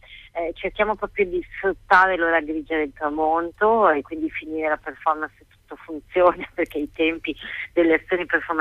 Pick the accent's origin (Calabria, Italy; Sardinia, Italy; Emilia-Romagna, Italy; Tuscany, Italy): Emilia-Romagna, Italy; Bologna; Per fortuna noi siamo di Bologna, lo spazio è Bologna